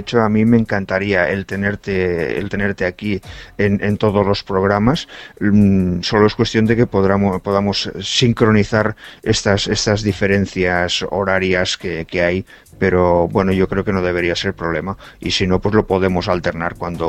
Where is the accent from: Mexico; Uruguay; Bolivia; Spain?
Spain; nosotros somos españoles